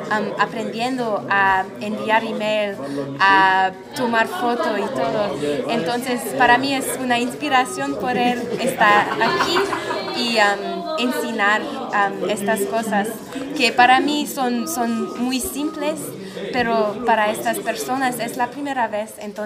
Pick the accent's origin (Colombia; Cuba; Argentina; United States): United States; Spanish is a second language; soy de los Estados Unidos, vivo en Nueva York. Y estoy aquí en Dakar, Senegal